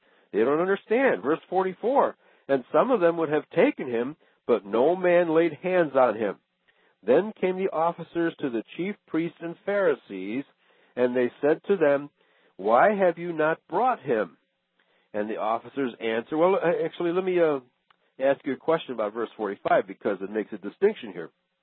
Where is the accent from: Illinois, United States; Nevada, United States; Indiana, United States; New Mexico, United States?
Illinois, United States; Chicago; just as if I, from Chicago, went to New York City and tried to pass myself off as a New Yorker. I'd have a hard time, I think.